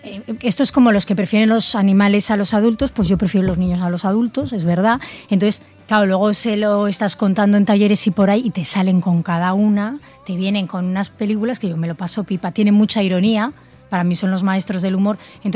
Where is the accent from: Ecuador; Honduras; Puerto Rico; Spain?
Spain; Zaragoza, Aragon; es la primera vez que publico con una editorial de Zaragoza, que ya me hacía ilusión publicar en mi tierra